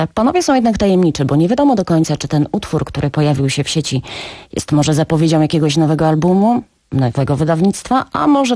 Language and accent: Polish; Poznań, Greater Poland Voivodeship, Poland; a ja jestem z Poznania i jakoś tak mi bliżej do Lecha